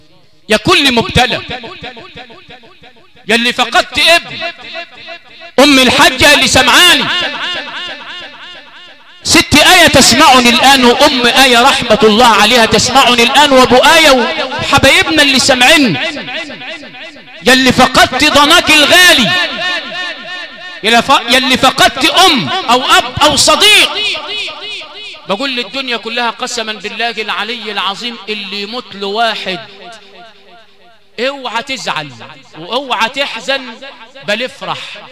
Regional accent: Sharqia Governorate, Egypt; عندنا في الشرقية علشان قرى امي بتقول لي الصبر علقم

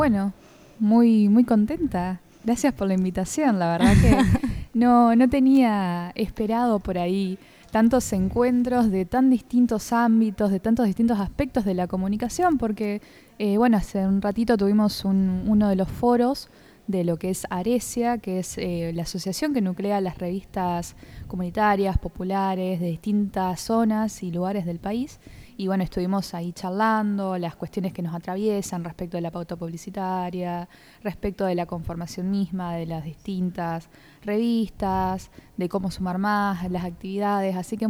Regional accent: Paraná, Entre Ríos, Argentina; soy de Paraná, Entre Ríos.

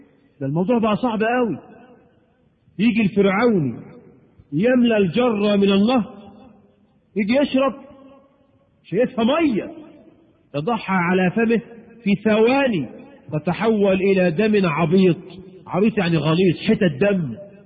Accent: Egypt; وبعض الشواذ عندنا في مصر

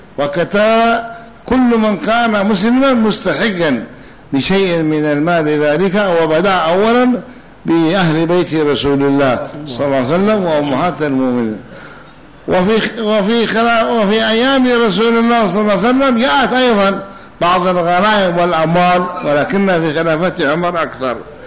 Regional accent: Hadhramaut, Yemen; ولهذا جرت العادة عندنا في حضرموت وفي اليمن أنهم يقرؤون الفاتحة لكل شيء

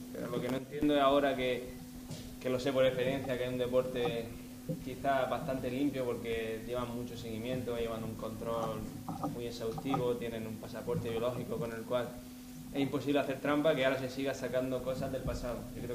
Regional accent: Spain; Como música y como español

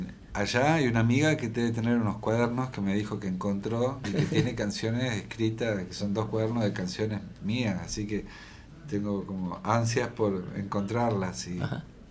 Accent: Río Negro, Argentina; also born or lived in Chubut; Yo soy de Río Negro, pero vivía. Hubo otra parte donde yo viví que es más al sur, que es Chubut.

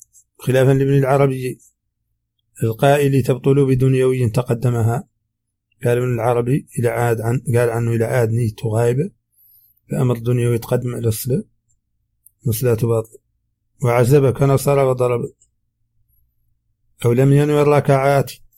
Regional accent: Mauritania; accent: Hassaniya

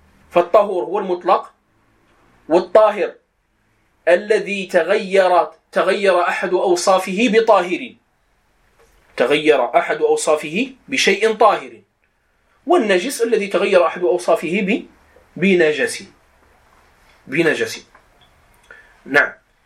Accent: Morocco; accent: Moroccan; يعني بدارجتنا المغربية نقول الخز لهذا الطحلب

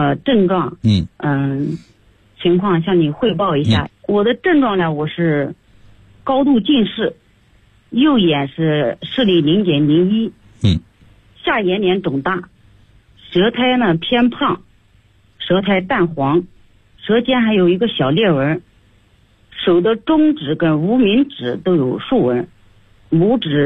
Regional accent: Chaohu, Anhui, China; accent: Chaohu dialect; 我用这个巢湖的方言去讲啊，因为我是巢湖人。

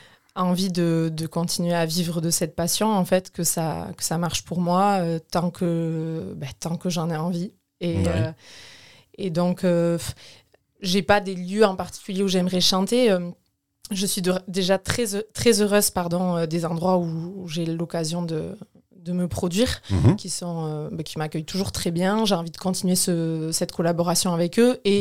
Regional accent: Hendaye, Nouvelle-Aquitaine, France; now in Cambo-les-Bains, France; je suis originaire d'Andaye, mais j'habite à Cambo-les-Bains depuis 4 ans bientôt.

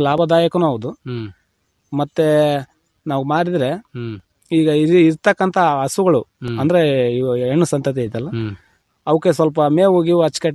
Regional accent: Pujarahalli, Karnataka, India; ಇಲ್ಲ ಸರ್, ನಮ್ಮ ಸ್ವಂತ ಊರು ಪೂಜಾರಳ್ಳಿನೇ. ನಾವು ಅಲ್ಲಿ ರೈತರು

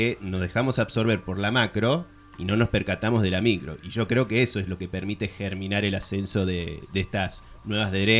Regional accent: Córdoba, Argentina; born there; Aunque no se note, yo nací en la ciudad de Córdoba.

